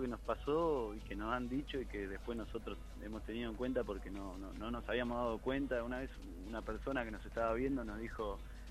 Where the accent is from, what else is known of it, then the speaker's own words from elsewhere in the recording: La Plata, Buenos Aires Province, Argentina; No sé la dirección, yo como soy de La Plata...